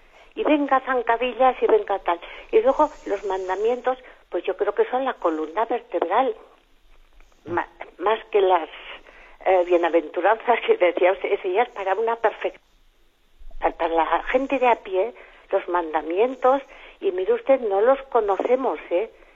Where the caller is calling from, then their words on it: Pamplona, Navarre, Spain; de Pamplona